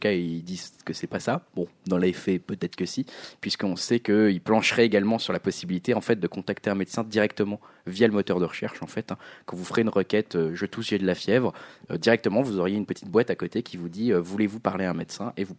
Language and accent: French; East, France; puisqu'on vient de l'Est. Enfin en tout cas, je viens de l'Est.